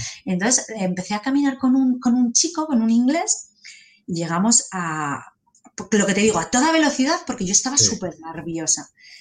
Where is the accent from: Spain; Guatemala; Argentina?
Spain; Y le digo, ¿cómo saben que soy española?